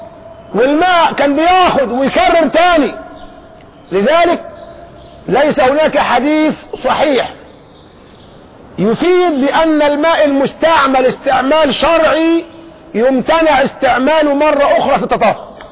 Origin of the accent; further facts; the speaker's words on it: Egypt; طب احنا عندنا في مصر هنا للأسف الشديد عندنا محنة كبيرة